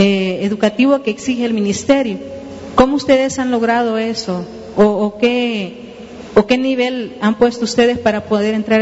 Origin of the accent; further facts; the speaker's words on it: El Salvador; vengo del Salvador.